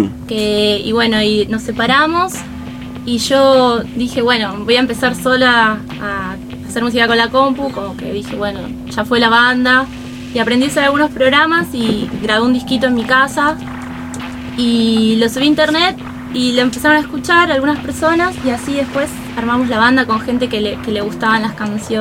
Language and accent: Spanish; Lanús, Buenos Aires Province, Argentina; Mi hermano y yo somos de Lanús.